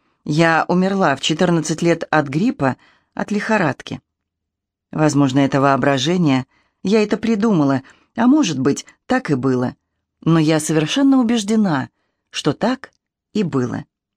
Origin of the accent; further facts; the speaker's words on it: Moscow, Russia; Я по национальности москвичка, потому что москвичи – мои бабушка и дедушка. Точнее, они жили в Москве, а уже мама и папа полностью москвичи.